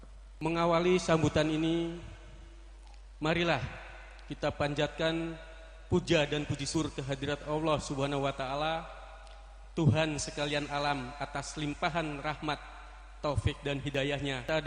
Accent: Cirebon, West Java, Indonesia; sebagai bupati yang lahir dan besar di Kabupaten Cirebon, merasa bangga terhadap kebudayaan dan kearifan lokal yang dimiliki masyarakat Kabupaten Cirebon.

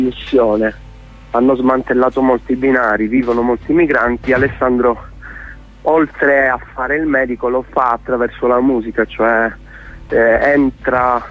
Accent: Crotone, Calabria, Italy; Poi io sono di Crotone

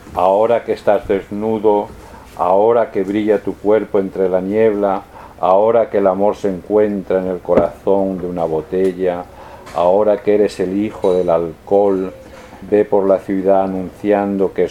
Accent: Spain; accent: Spanish; Mi inglés con mi acento español se ve.

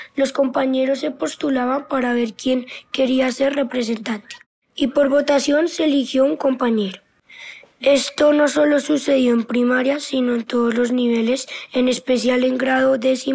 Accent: Colombia; tres fechas importantes para nosotros como colombianos

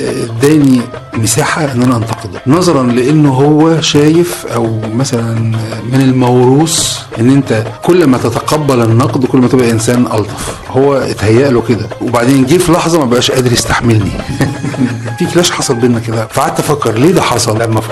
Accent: Egypt; يعني احنا مثلا كمصريين ما بندرسش دراما في مدرسة

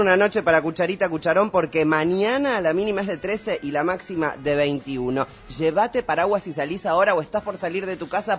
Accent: Argentina; Yo soy argentina.

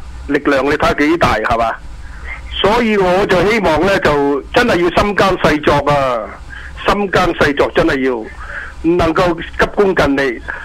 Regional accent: Hong Kong; 你冇當我哋香港人白痴得噶，係咪咁講啊？

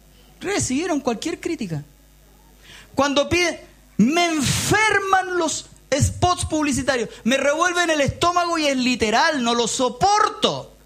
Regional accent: Chile; Somos chilenos, compadre, somos chilenos, chicos, payasos, guatones. No somos europeos, po. No lo somos. Tenemos una mezcla de español y mapuche, nos guste o no nos guste.

